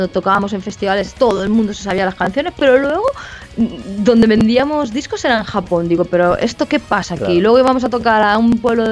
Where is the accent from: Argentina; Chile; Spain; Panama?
Spain; muy snob por nuestra parte, por los españoles, digo